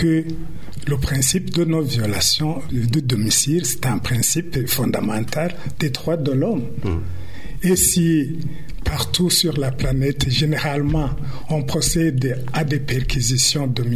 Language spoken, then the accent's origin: French; Burundi; Parce que je suis burundais, je suis les informations.